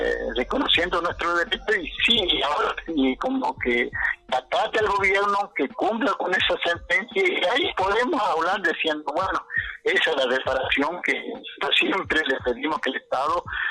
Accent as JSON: {"language": "Spanish", "country": "Argentina", "said": "Y así podemos entendernos, podemos como ciudadanos argentinos"}